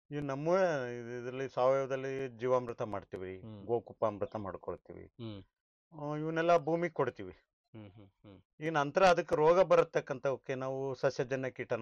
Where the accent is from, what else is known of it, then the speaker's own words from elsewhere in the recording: Dambralli, Karnataka, India; ಕೊಪ್ಪಳ ತಾಲೂಕು, ಕೊಪ್ಪಳ ಜಿಲ್ಲಾ.